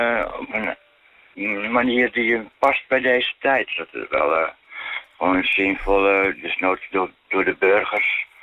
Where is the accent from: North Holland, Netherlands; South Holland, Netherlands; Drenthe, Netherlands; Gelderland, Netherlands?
North Holland, Netherlands; Amsterdam; als Amsterdammer. Tussen allerlei andere stedelingen natuurlijk, Rotterdam, Den Haag.